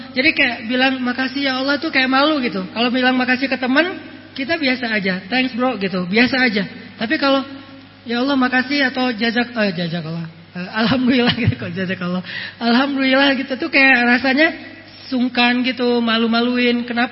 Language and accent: Indonesian; Sumatra, Indonesia; saya orang Sumatera, mau nikahin cewek Jawa